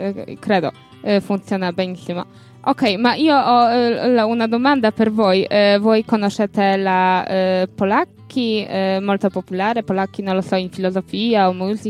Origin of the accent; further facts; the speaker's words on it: Poland; Italian is a second language; now in Italy; io sono polacca, il mio paese tutto è buonissimo, io penso, ma non lo so perché io mezzo anno sta qui e non lo so cosa c'è a Polonia.